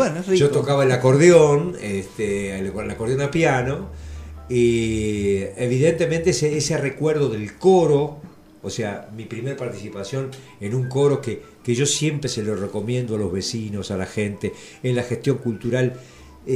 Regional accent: Mar del Plata, Buenos Aires Province, Argentina; also born or lived in Tres Arroyos; yo nací en Tres Arroyos y nos mudamos con mi familia en el 55 a Mar del Plata. Y ahí empecé mis estudios, primero en una escuela estatal y después pasé a los salesianos.

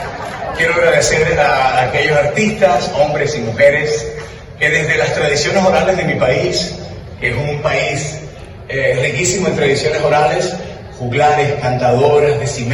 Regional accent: Colombia; gracias a Colombia por mi tierra, por mi familia, por mi cultura

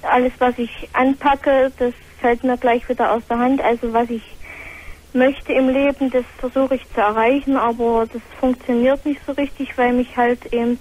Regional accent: East Germany, Germany; born there; Also ich wohne erstens mal im Schwabenland, bin aber gebürtige Ostlerin.

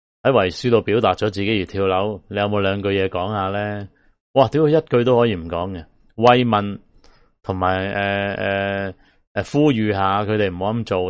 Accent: Hong Kong; 即係我哋香港人就算係好彩呢几个大时代都经历过

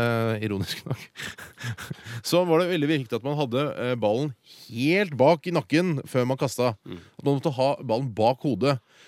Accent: Oslo, Norway; vi er jo fra Østkanten i Oslo

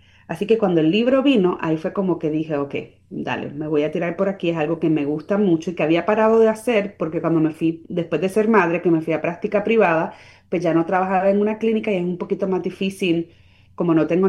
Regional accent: Puerto Rico; yo soy boricua, soy Spanglish

